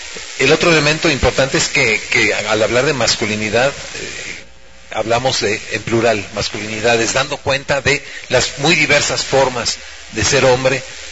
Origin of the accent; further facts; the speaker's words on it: Xalapa, Veracruz, Mexico; vengo de Jalapa, Veracruz, y parte del recorrido que he tenido me lleva a este trabajo de reflexión